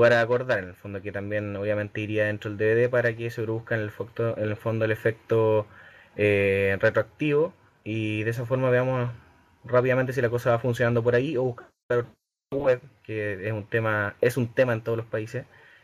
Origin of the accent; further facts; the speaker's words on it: Chile; de Chile.